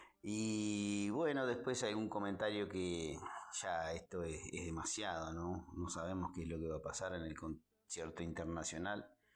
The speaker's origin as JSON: {"language": "Spanish", "country": "Uruguay", "said": "la verdad nos viene como uruguayos, y con un poquito de sensibilidad nos tiene que por lo menos conmover un poco"}